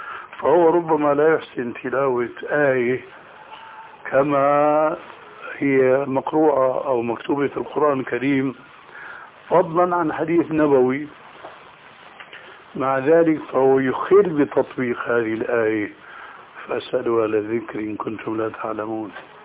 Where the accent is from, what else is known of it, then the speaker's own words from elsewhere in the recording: Syria; كما يقولون عندنا في سوريا يا أرض اشتدي ما حدا عليك أدي